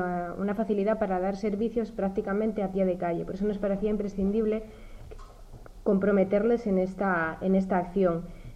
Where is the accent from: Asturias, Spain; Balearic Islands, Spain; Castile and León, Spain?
Asturias, Spain; Castrillón; vengo de Castrillón y represento al territorio de Avilés y los concejos limítrofes.